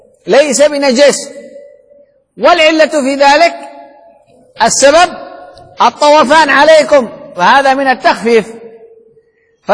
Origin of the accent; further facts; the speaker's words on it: Sanaa, Amanat Al Asimah, Yemen; وبالعامية عندنا بصنعاء شغل دوماً دوماً يعني عقل،